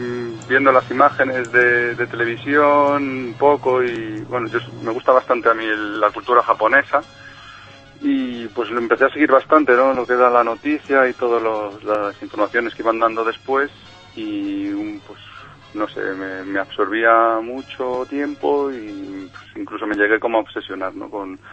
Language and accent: Spanish; Madrid, Community of Madrid, Spain; Soy de aquí, del puritito centro de Madrid.